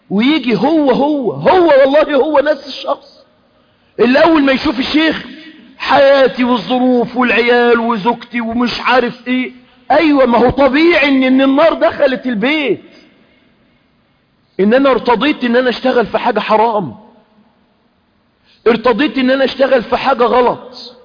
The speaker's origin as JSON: {"language": "Arabic", "country": "Egypt", "said": "احنا عندنا في مصر جرت عادة الناس ايه؟"}